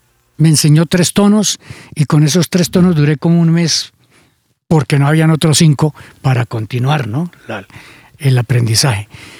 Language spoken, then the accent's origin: Spanish; Chiquinquirá, Boyacá, Colombia; los primeros amores fueron en mi pueblo, en Chiquinquirá